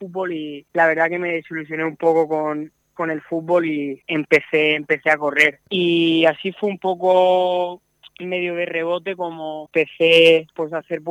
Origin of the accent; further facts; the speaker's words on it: Redován, Valencian Community, Spain; soy de Redován y es un pueblo que está pegado a la montaña, y yo, mi casa está a 100 metros de la montaña